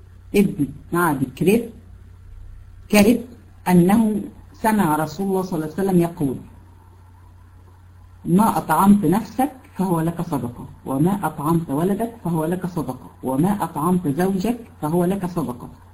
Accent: Egypt; يعني هنا عندنا في مصر

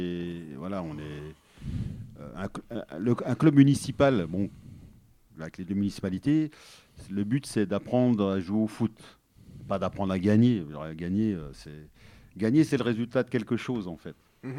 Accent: south of France, France; comme je suis d'origine du Sud

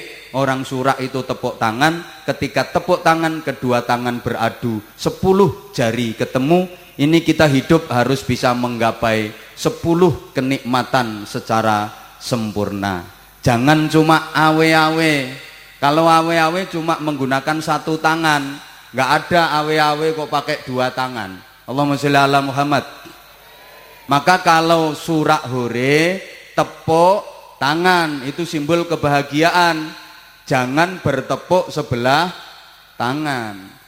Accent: Java, Indonesia; Bagi kita orang Jawa, kesempurnaan nikmat hidup itu harus lengkap, harus menjadi 10.

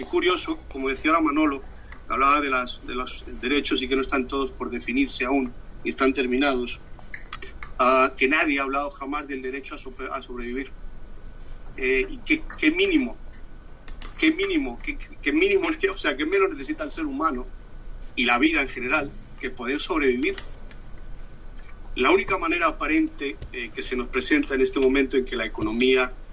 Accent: Spain; now in Miami, United States; vivo en Miami, en Estados Unidos. Soy español, de todas formas, llevo mucho tiempo viviendo aquí.

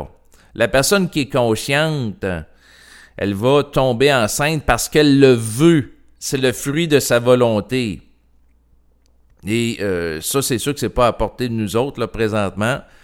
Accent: Quebec, Canada; born there; je suis né au Québec, je suis dans un cadre culturel qui est propice à l'ouverture à l'avortement

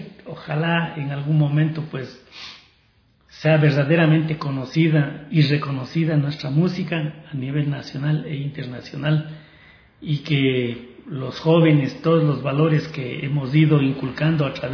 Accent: Cayambe, Pichincha, Ecuador; seguir acrecentando el erario de canciones para mi país, para mi tierra, para Cayambe

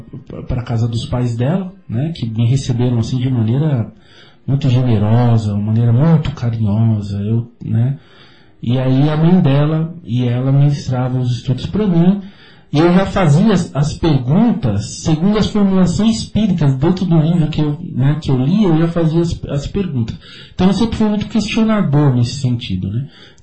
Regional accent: São Paulo, Brazil; porque eu sou de São Paulo, né?

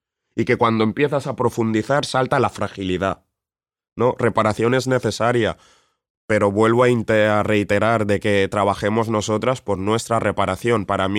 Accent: Spain; no puede ser que yo, siendo español

